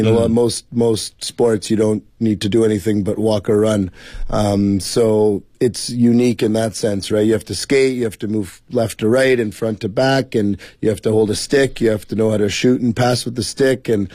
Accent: Montreal, Quebec, Canada; moved away as an adult; now in Beijing, China; I'm from Montreal, Quebec, Canada. I came to Beijing in 2006

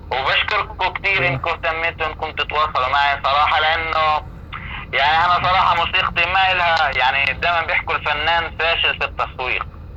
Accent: Gaza, Gaza Strip, Palestine; moved away as an adult; فأنا اضطريت أخرج من غزة لأنه أنا بدي بنتي تنولد في بيئة طبيعية كويسة

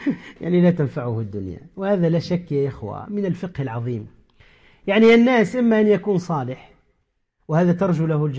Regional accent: Tunisia; كما يقال عندنا في تونس فرفوط أو فرطوط خفيف

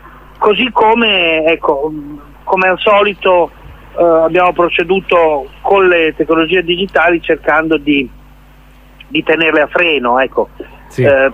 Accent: Bologna, Emilia-Romagna, Italy; Poi per me, che sono bolognese

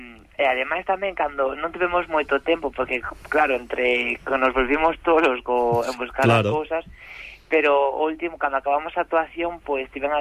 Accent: Santiago de Compostela, Galicia, Spain; deronos a oportunidade a min e a outro grupiño de xóvenes aquí de Compostela

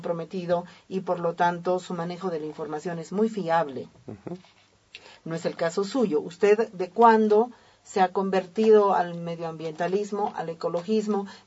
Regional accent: Bolivia; yo por ejemplo como boliviana, que también he ido entendiendo lentamente esto

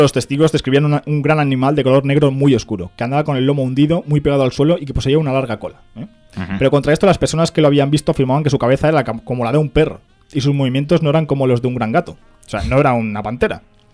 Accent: Godella, Valencian Community, Spain; Pero ahora ya entra Godella y tal, que es mi pueblo.

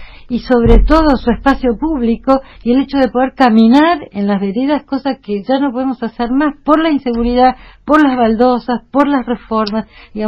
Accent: Tucumán, Argentina; tendría que hablar mal de la esencia porteña y como tucumana me parece que no lo voy a hacer

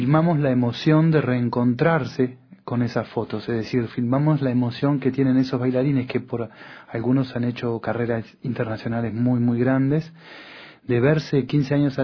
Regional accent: Uruguay; now in France; yo soy uruguayo, y hace muchos años que estoy en Francia

